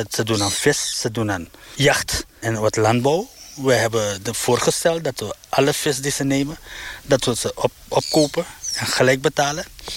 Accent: Suriname; We zijn Surinamers, we moeten samenwerken.

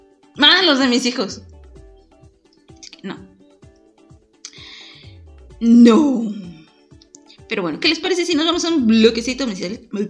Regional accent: northern Mexico, Mexico; ¡Sí, yo soy norteña!

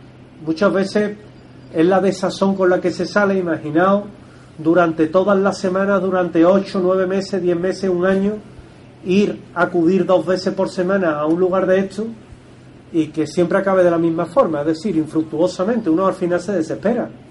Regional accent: New South Wales, Australia; accent: New South Wales; Mi acento es de Nueva Gales del Sur, para que os hagáis una idea, lo cual no quita que no lo entienda y no lo escriba perfectamente, pero mi acento es malo, soy muy del sur.

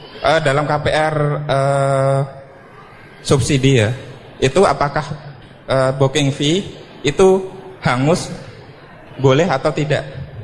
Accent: Cikarang, West Java, Indonesia; Saya berasal dari Perum Cikarang Baru.

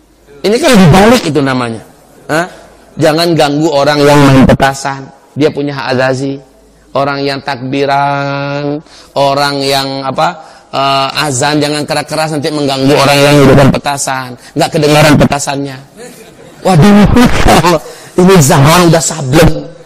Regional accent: Payakumbuh, West Sumatra, Indonesia; Ini sifat pernah saya bahas hampir beberapa bulan di kota saya di Pekumbuh Pak.

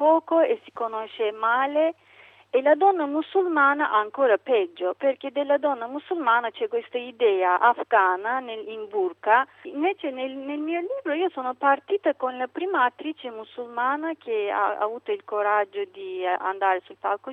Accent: Turkey; quando ho detto che sono turca

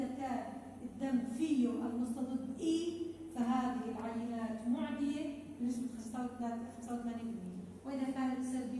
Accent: Syria; أما إذا طلع سلبي عندنا بسوريا لأنه عندنا نمط طافح

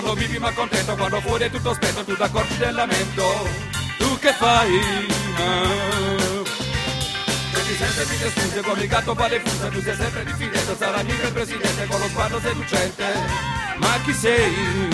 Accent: Taranto, Apulia, Italy; vengo da Taranto.

